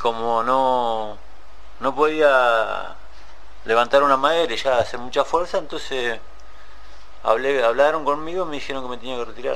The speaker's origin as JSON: {"language": "Spanish", "town": "Pedro Luro", "region": "Buenos Aires Province", "country": "Argentina", "said": "soy de Pedro Luro. Hace 5 años que estoy privado de mi libertad"}